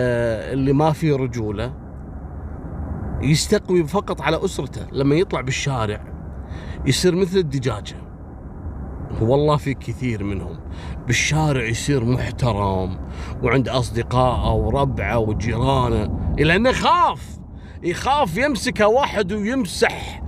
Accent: Kuwait; سلاح البومبكشن هذا اللي احنا نسميه شوزن عندنا في الكويت

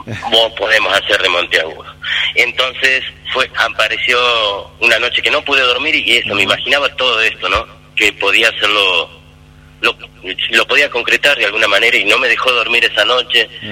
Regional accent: Tucumán, Argentina; me encuentro en Buenos Aires, en el tiempo de pandemia, y como tucumano sentía que llegaba el 9 de julio

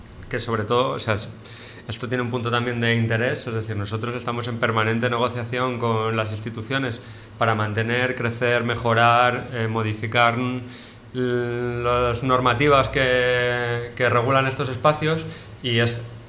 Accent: Montamarta, Castile and León, Spain; vengo de Montamarta.

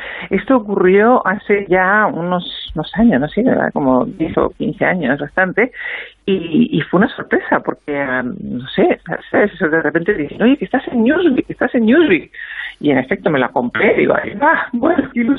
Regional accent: Uruguay; now in Spain; siempre digo que soy uruguaya, estoy muy orgullosa de serlo, pero en fin, soy... Digamos que una española de ida y vuelta.

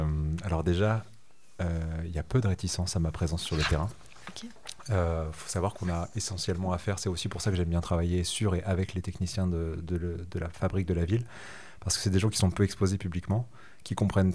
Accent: France; quand vous enquêtez en Allemagne en tant que petit Français

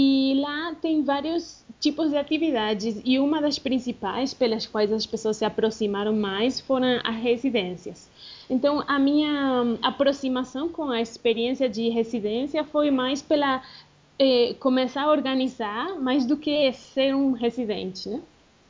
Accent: Argentina; Portuguese is a second language; also born or lived in Brazil; now in Medellín, Colombia; eu sou argentina e morei no Brasil uns 10 anos, mais ou menos. E atualmente eu estou na Colômbia, morando na cidade de Medellín

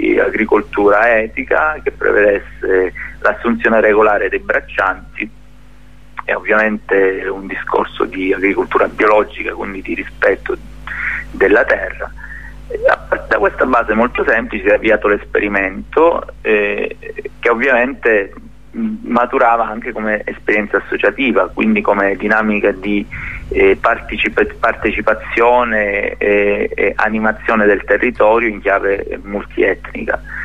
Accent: Nicotera Marina, Calabria, Italy; il mio paesino che è Nicotera Marina c'ha 2000 abitanti

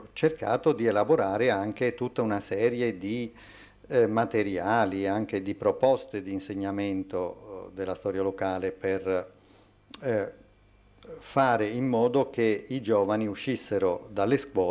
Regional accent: Abruzzo, Italy; now in Venice, Italy; io abito a Venezia, sono abruzzese, abito a Venezia con la famiglia, insegno a Bologna, quindi sono un apolide

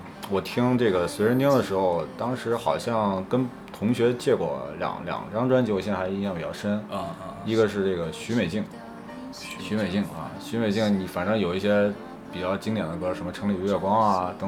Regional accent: Xi'an, Shaanxi, China; 因为我家是西安的嘛，不像很多其他的一些更大的城市或者是沿海地区

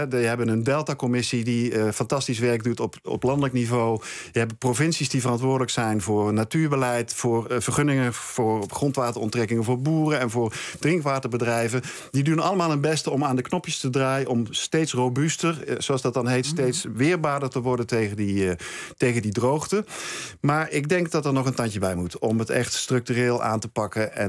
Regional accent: southern France, France; als je het vergelijkt met Zuid-Frankrijk, waardoor ik voorlangs ik binnen van waar ik vandaan kom, is het in Nederland een stuk groener

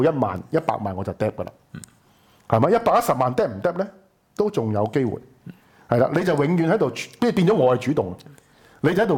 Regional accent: Hong Kong; 第一，佢要將個責任抌落去我哋香港人嗰度。

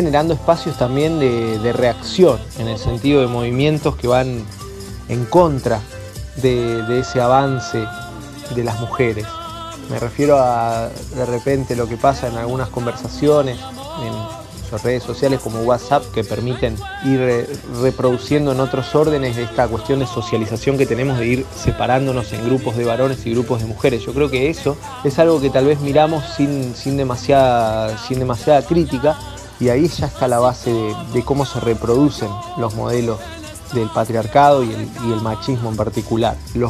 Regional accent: Capitán Bermúdez, Santa Fe, Argentina; de Capitán Bermúdez

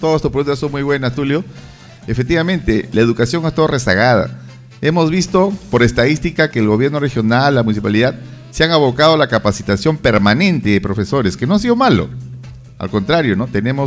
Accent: Peru; Esto no es una guerra, señores, somos todos peruanos.

